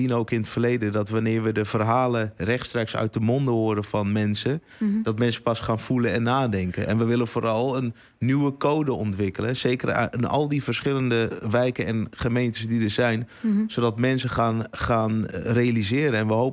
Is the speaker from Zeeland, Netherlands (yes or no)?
no; Amsterdam, North Holland, Netherlands; We komen allemaal uit Amsterdam Zuidoost.